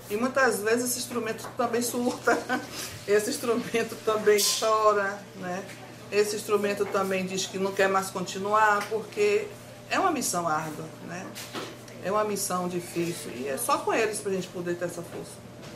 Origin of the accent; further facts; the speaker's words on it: Salvador, Bahia, Brazil; Sou daqui de Salvador.